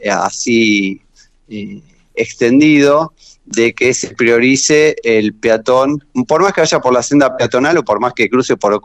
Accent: Argentina; Somos argentinos, donde hay una rebeldía a la autoridad

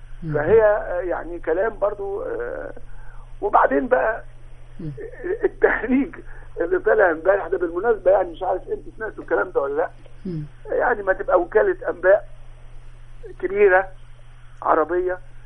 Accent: Egypt; المراكز البحوث عندنا في مصر 40 مركز بحث متخصصين

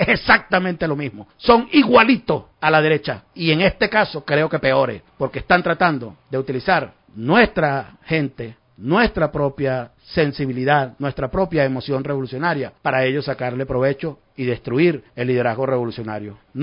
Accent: Venezuela; Estoy haciendo una declaración muy seria y muy responsable que estoy haciendo como venezolano

